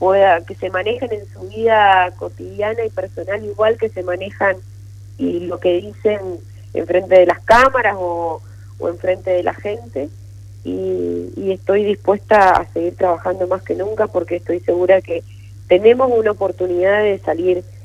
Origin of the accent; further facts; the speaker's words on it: Mendoza, Argentina; tiene que ver también con nuestros valores como ciudadanos y como mendocinos